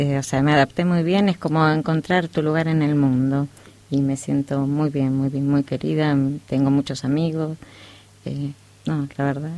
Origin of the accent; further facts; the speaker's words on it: Buenos Aires, Argentina; moved away; also born or lived in Córdoba; Yo nací en Córdoba, pero viví siempre en Buenos Aires de chiquitita.